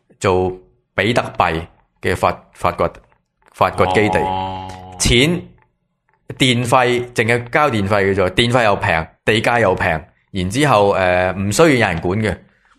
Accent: Taiwan; 我觉得我系台湾人，

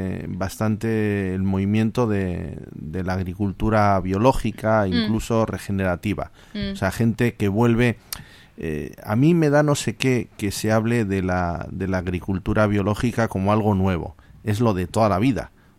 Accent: Bilbao, Basque Country, Spain; yo soy de Bilbao, y si se nos pincha la rueda, tiramos el coche.

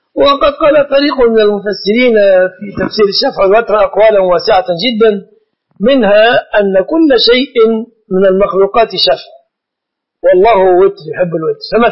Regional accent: Egypt; فالناس درجوا في بلادنا مصر على أن يعلقوا الطلاق للتهديد

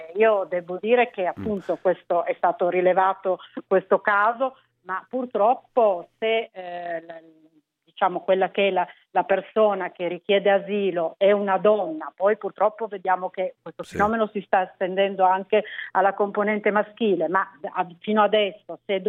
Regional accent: Piedmont, Italy; sono piemontese

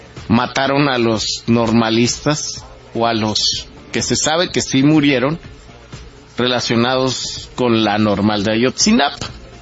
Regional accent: Mexico; como mexicanos y como personas con integridad

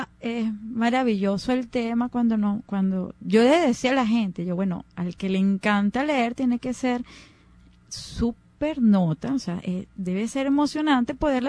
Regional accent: Caracas, Capital District, Venezuela; somos los mismos caraqueños, los mismos venezolanos

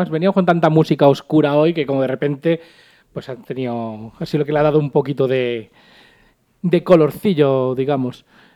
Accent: Madrid, Community of Madrid, Spain; Si nos agota a nosotros siendo madrileños, siendo los directamente afectados

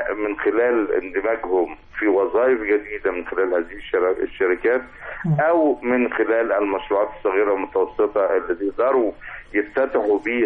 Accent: Egypt; حدث كلنا فخر كمصريين لإطلاق هذا القمر الصناعي المصري

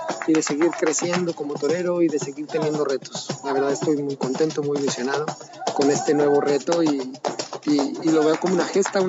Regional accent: Mexico; yo como mexicano, pues eso para mí es una gesta de mi carrera

